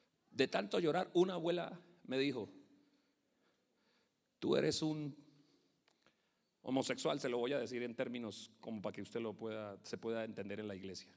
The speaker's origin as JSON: {"language": "Spanish", "region": "Bogotá", "country": "Colombia", "tie": "born there", "said": "Cuando yo nací acá, escúcheme, yo nací en Bogotá."}